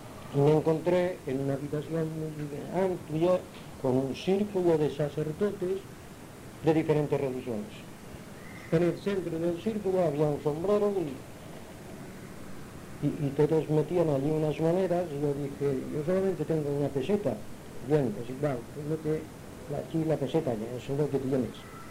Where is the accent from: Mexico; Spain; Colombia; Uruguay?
Spain; Palma, Balearic Islands; born or raised there; also born or lived in Inca